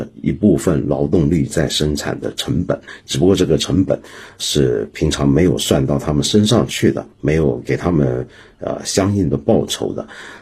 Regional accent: Hong Kong; 所以我们香港人工时过长是早就是一个家常便饭了

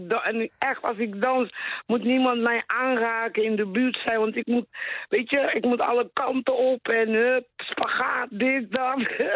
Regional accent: West Papua, Indonesia; born there; Dutch is a second language; Nou, ik ben geboren op het grote eiland West-Papua.

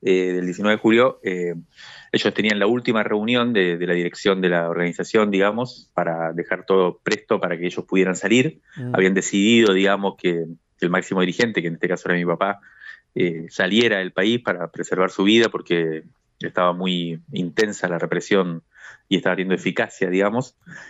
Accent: Cuba; moved away as an adult; now in Argentina; Yo me crié en Cuba durante 18 años y después volví a la Argentina en la década del 90.

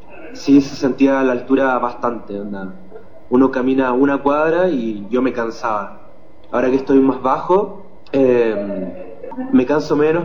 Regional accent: Chile; moved away; yo salí de Chile el 21 de enero y fue un viaje en bus súper difícil para el pensamiento

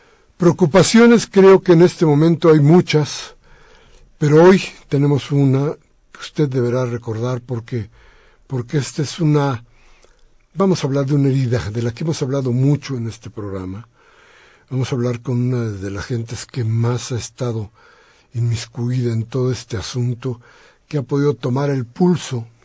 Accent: Mexico; una vergüenza como mexicanos.

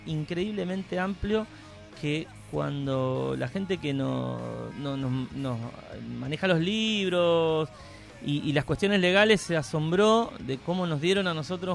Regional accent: Reconquista, Santa Fe, Argentina; son de pueblos o de ciudades, sí, como en mi caso, que soy de Reconquista

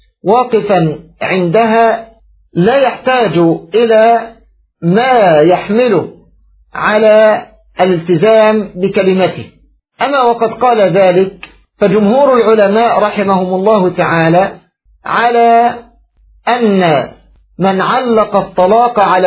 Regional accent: Egypt; فالرجل كما تقول العامة عندنا في مصر يربط بلسانه

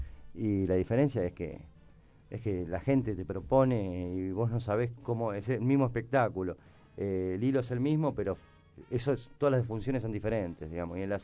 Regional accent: General Rodríguez, Buenos Aires Province, Argentina; nosotros somos de Rodríguez, hagamos cosas en Rodríguez.

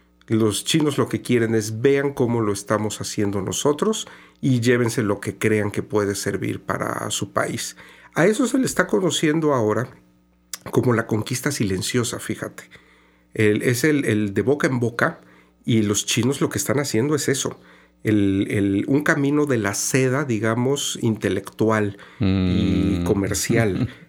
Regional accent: Mexico; Mi participación fue como mexicano, ¿no?

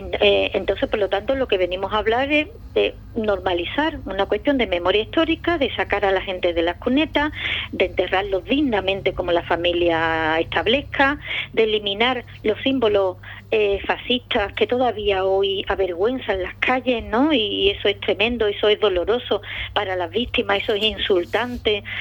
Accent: Andalusia, Spain; Y si es un pueblo como Ubrique y una sierra como la de Cádiz y en mi pueblo andaluz

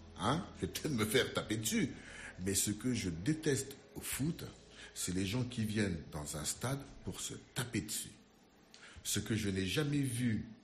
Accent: Central African Republic; moved away; also born or lived in Madagascar; je le tiens un peu de mon pays d'origine, la Centrafrique. Puisque là-bas, on écoutait surtout de la musique française... Puisque nous étions dans une colonie française.

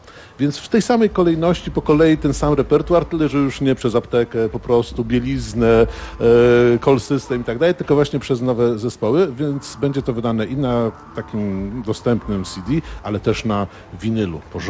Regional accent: Tricity, Pomeranian Voivodeship, Poland; moved away as an adult; Przyjechałem na studia do Krakowa z Trójmiasta

